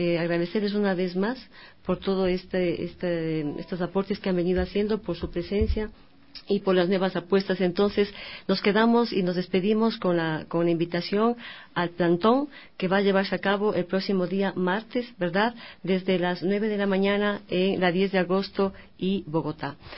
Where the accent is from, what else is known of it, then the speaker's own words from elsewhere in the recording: Ecuador; los consumidores que somos los ecuatorianos y las ecuatorianas